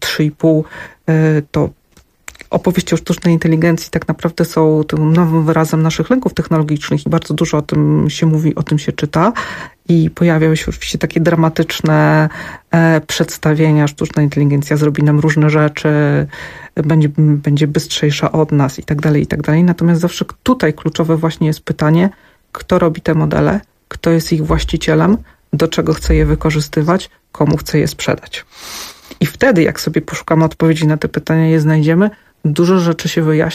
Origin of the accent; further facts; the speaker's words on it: Zamość, Lublin Voivodeship, Poland; Ja pochodzę z Zamościa.